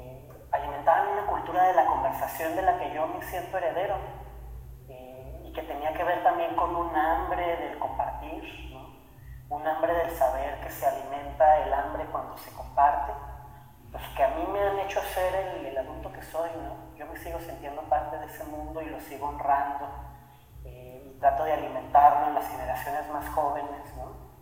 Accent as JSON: {"language": "Spanish", "town": "La Laguna", "country": "Mexico", "said": "Yo soy de La Laguna, que es esta zona que está entre Coahuila y Durango, en el norte de México."}